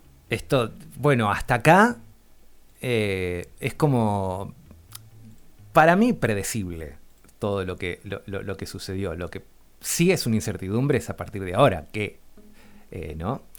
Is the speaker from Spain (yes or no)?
no; Argentina; nos compromete a todos, a todas, como argentinos, como argentinas